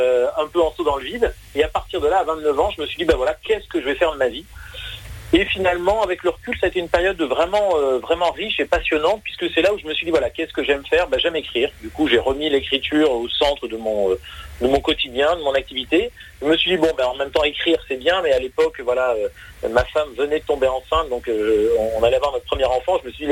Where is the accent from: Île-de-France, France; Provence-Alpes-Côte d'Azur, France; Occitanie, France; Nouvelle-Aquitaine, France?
Occitanie, France; Montpellier; Moi, je suis de Montpellier à l'origine.